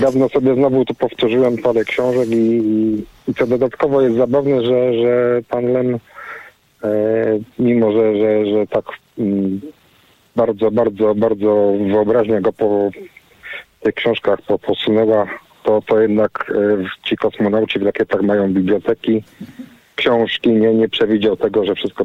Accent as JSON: {"language": "Polish", "town": "Poznań", "region": "Greater Poland Voivodeship", "country": "Poland", "said": "Jestem z Poznania"}